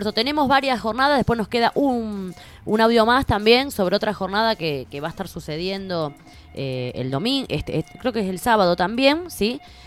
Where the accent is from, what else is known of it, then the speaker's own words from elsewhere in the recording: Huerta Grande, Córdoba, Argentina; los que somos de acá de Huerta Grande nos queda cerquita